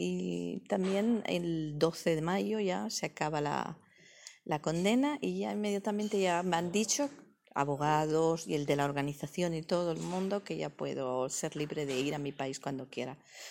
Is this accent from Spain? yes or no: yes; Spain; Muchas veces los españoles solemos despreciar mucho nuestros mismas.